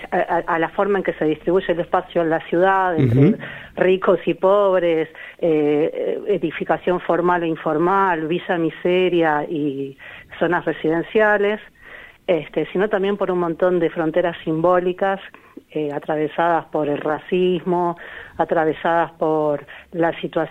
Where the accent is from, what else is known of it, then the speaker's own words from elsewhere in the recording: Buenos Aires, Argentina; born there; soy una persona universitaria, que si bien nací en el Bajo Flores